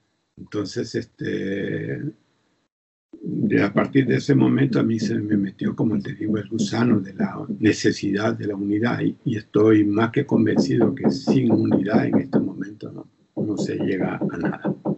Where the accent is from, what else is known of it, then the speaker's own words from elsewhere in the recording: El Salvador; moved away as an adult; also born or lived in Costa Rica / Chile; Después tuve que salir del país y salí de El Salvador para Costa Rica, y de Costa Rica los compañeros decidieron que saliera hacia Chile